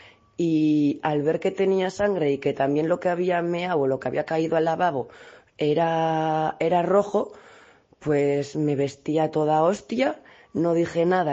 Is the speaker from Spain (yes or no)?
yes; Vitoria-Gasteiz, Basque Country, Spain; tengo 28 años, soy de Vitoria-Gasteiz, del País Vasco